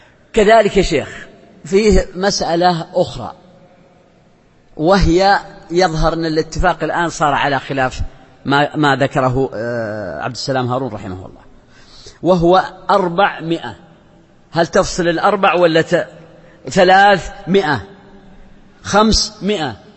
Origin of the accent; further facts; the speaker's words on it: south, Saudi Arabia; وأنا من الجنوب وأعرف هذا